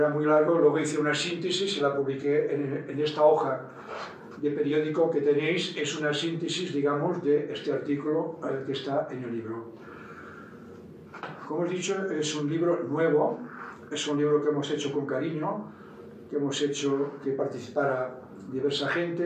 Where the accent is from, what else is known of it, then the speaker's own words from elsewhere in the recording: Catalonia, Spain; Tengo la satisfacción de que hoy en mi país, en Cataluña, muchas de las luchas que se organizan son luchas que se organizan a través del respeto